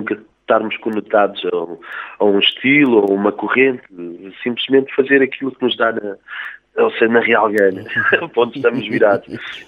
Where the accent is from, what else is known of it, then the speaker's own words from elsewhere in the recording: Trás-os-Montes, Portugal; vou lá sempre passar férias, e costumo ir lá, tenho lá toda a minha família, e é uma terra que eu adoro, então Trás-os-Montes é assim o meu berço, será sempre. Eu, antes de dizer que sou português, digo que sou transmontano, sempre, e será sempre assim.